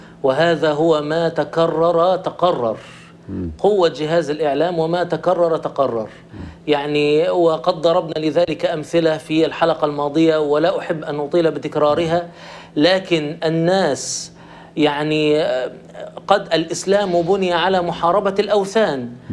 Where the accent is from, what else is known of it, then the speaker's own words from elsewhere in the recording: Egypt; ونحن كان طيب عندنا في مصر كاتب يساري ساخر